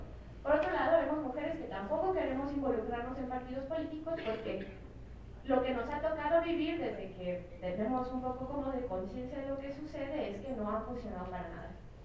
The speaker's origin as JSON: {"language": "Spanish", "region": "Querétaro", "country": "Mexico", "said": "habemos mujeres feministas que trabajamos en provincia, yo soy de Querétaro"}